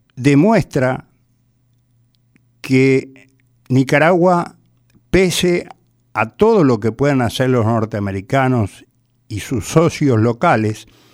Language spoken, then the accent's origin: Spanish; Paraguay; Y es un pueblo que está como nosotros, como los paraguayos